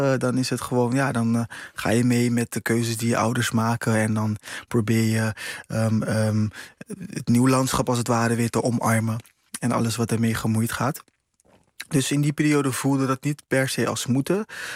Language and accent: Dutch; Rotterdam, South Holland, Netherlands; now in Amsterdam, Netherlands; Daarna heb ik weer voor een periode in Rotterdam gewoond. Maar in mijn leven woon ik inmiddels veel langer in Amsterdam dan dat ik ooit in Rotterdam gewoond heb. Dus ik voel me Amsterdammer. En ik geloof graag dat ik een Rotterdamse, Curaçaose Amsterdammer mag zijn.